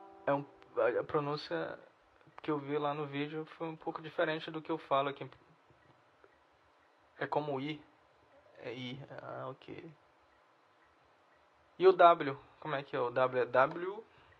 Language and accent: Portuguese; Brazil; accent: Brazilian; Então, eu vou falar francês com sotaque. Meu sotaque mesmo. De brasileiro.